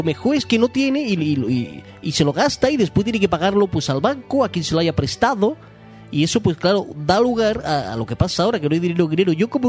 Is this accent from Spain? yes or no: yes; Spain; Porque yo soy una persona, un español lozano, que se viste por los pies